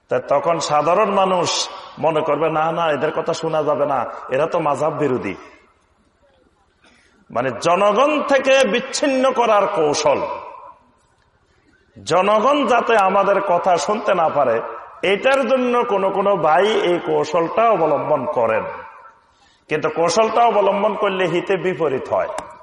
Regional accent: Feni, Chittagong Division, Bangladesh; আমার বাড়ি হলো সুদূর ফেনী নোয়াখালী অঞ্চলে, তাহলে আমার কথাবার্তার মধ্যে আপনাদের কথাবার্তা একটু পার্থক্য আছে, কিছুটা আছে।

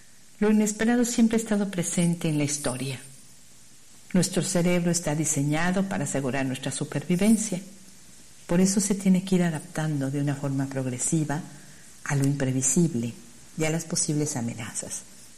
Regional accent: Mexico; Como mexicanos vivimos de la emoción

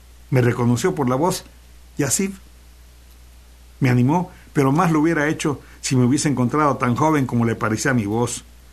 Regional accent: Xalapa, Veracruz, Mexico; Soy de Radio UV y soy jalapeño.

